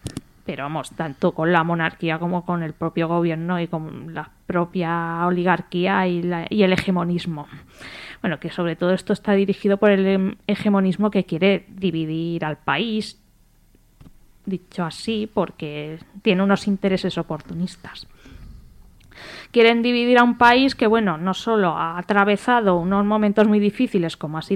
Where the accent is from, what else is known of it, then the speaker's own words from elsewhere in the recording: Spain; también me considero republicana, pero también como española y persona del mundo